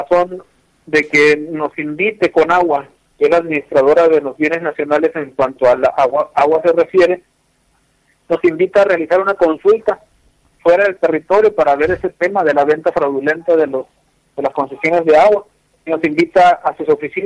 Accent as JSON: {"language": "Spanish", "region": "Sonora", "country": "Mexico", "said": "pues es una lucha constante que ha llevado mi pueblo para defender este pequeño territorio."}